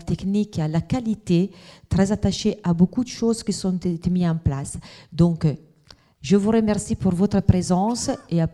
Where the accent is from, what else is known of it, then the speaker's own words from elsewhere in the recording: Italy; French is a second language; now in Sainte-Foy, France; Vous avez un mot avec accent, je suis italienne, et donc ça on le dit tout de suite.